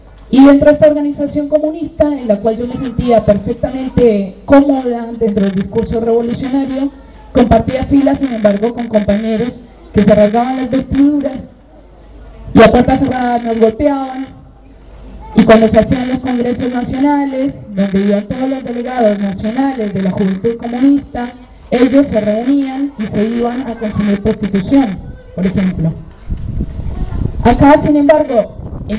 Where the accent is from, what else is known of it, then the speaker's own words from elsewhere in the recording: Colombia; Yo soy de acá, de Colombia.